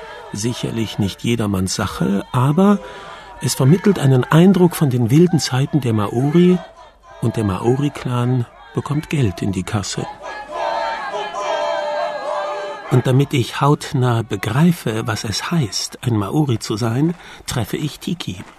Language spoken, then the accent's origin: German; Cologne, North Rhine-Westphalia, Germany; Naja, als Kölner bin ich es ja gewohnt, mich zu verkleiden.